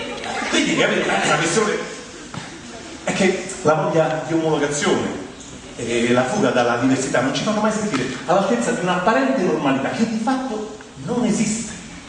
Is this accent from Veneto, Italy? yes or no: no; Rome, Lazio, Italy; Non capisco, sono romano, che dove vai?